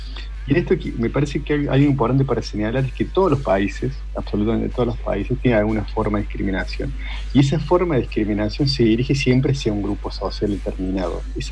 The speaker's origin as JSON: {"language": "Spanish", "country": "Argentina", "said": "lo que aspiramos ser como argentinos."}